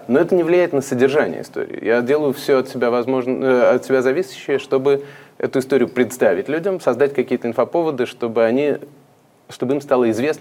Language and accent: Russian; Riga, Latvia; moved away; когда я после очень долгого отсутствия прибыл в Ригу, откуда я родом, в 2014 году